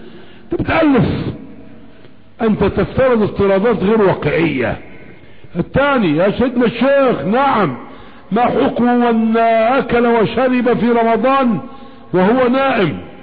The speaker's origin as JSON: {"language": "Arabic", "country": "Egypt", "said": "انما عندنا في مصر مكنة شغالة"}